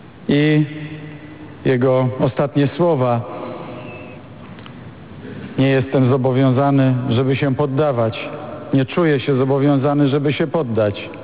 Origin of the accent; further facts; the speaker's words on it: Wrocław, Lower Silesian Voivodeship, Poland; Ja wychowałem się we Wrocławiu